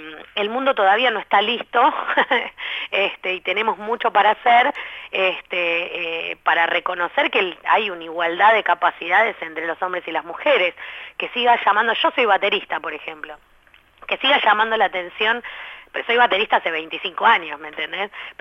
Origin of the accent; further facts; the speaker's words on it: Buenos Aires, Argentina; Que si bien uno tiene una cercanía como porteño más grande